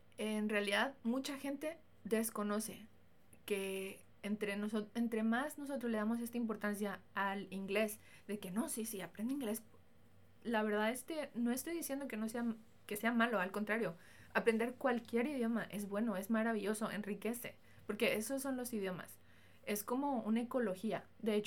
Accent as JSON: {"language": "Spanish", "country": "Mexico", "first_language": "Spanish", "said": "Yo soy mexicana, aprendí español, tuve toda mi educación en español. Y como aprendí inglés o estudié en un colegio bilingüe donde me enseñaron inglés"}